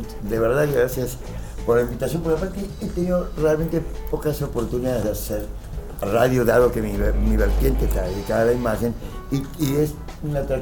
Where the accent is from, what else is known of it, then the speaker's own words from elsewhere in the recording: United States; me criaron de muy chiquitito en Estados Unidos, soy nacido acá.